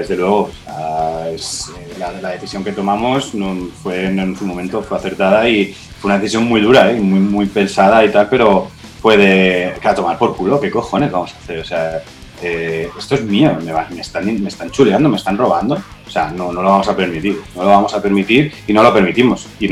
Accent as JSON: {"language": "Spanish", "town": "Albacete", "region": "Castilla-La Mancha", "country": "Spain", "said": "somos cuatro tíos de Albacete que somos de puta madre"}